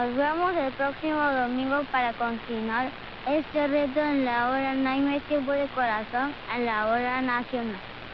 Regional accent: Tabasco, Mexico; Un espacio donde las niñas y niños estemos muy orgullosos por nuestro país México.

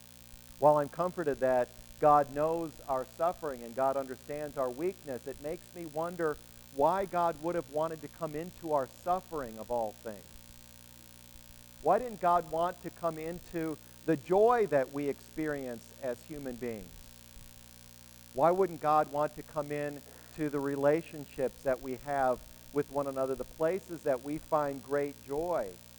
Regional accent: Wisconsin, United States; I can remember years ago now when a terrible tornado tore through the town that I was raised in Wisconsin.

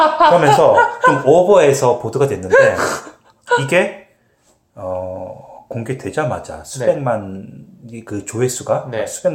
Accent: South Korea; now in Canada; 한국 사람이다 보니까.

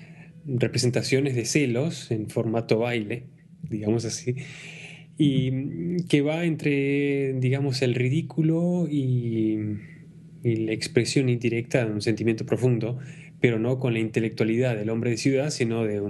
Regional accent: Argentina; Yo soy argentino, sí.

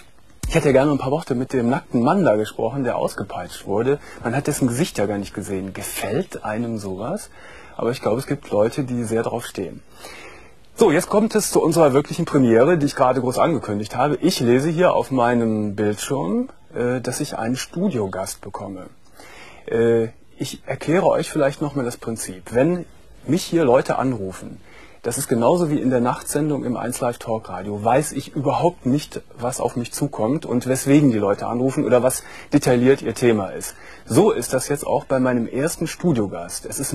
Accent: Gummersbach, North Rhine-Westphalia, Germany; also jetzt hier in Nordrhein-Westfalen, beispielsweise in Paderborn oder in Gummersbach, wo ich herkomme, lebt, ist das nicht so einfach.

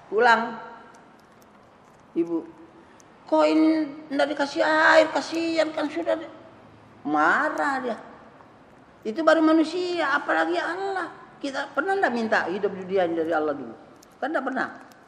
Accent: West Nusa Tenggara, Indonesia; Enggak, saya dari Sumbawa sana. Tidak ada niat ke sini nikah.

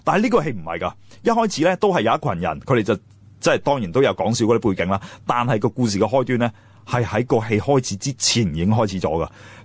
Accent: China; 个原因系我哋中国人有一个天性咧，就好中意将啲嘢简化，好中意用比喻，

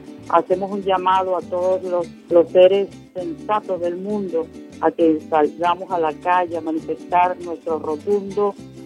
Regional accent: Venezuela; soy cantora popular venezolana

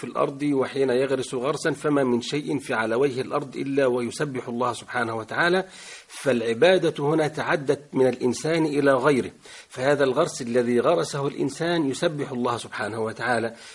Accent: Egypt; كان عندنا في مصر، كانت دعوته في مصر وكان يعمل في مصر

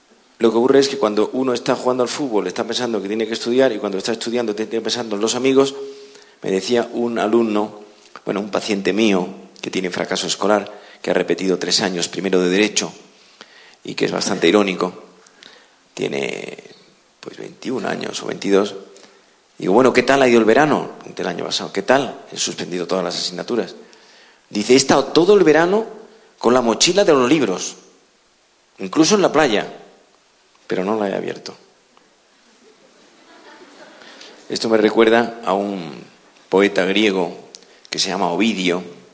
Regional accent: Madrid, Community of Madrid, Spain; cuando digo que vengo de Madrid

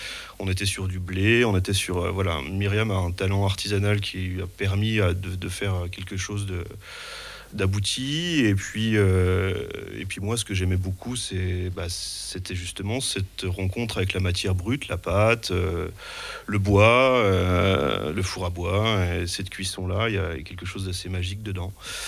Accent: Nancy, Grand Est, France; born there; je suis d'origine polonaise, je suis né à Nancy.

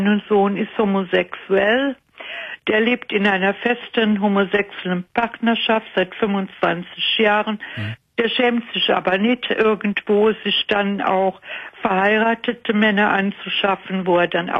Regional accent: Cologne, North Rhine-Westphalia, Germany; accent: Rhenish; Ja, ich komme aus Köln.

